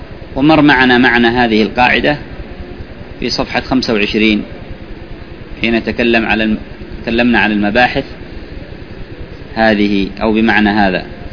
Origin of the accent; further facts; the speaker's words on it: Yemen; عندنا في اليمن في بعض البلاد يقولون هذا مبيوع